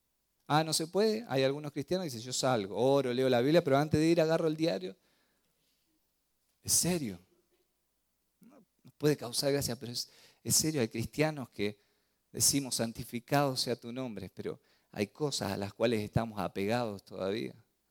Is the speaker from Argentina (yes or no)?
yes; Argentina; born there; yo nací en Argentina, pero mi reino es del cielo.